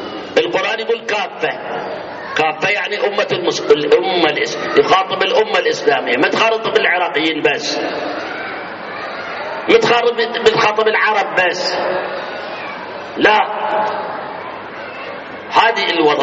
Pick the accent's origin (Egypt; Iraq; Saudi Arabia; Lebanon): Iraq; والله أنا عراقي